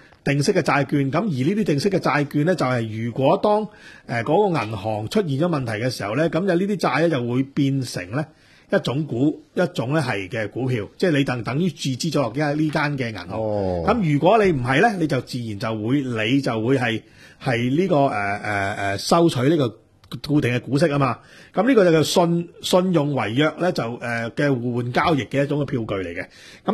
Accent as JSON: {"language": "Cantonese", "country": "China", "said": "即係話我中國人啊去得日本嘅旅遊多"}